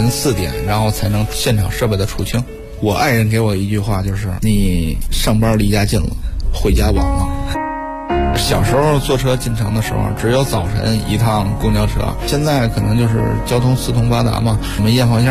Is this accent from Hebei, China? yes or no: no; Yanshan, Beijing, China; 我从小出生在房山区燕山地区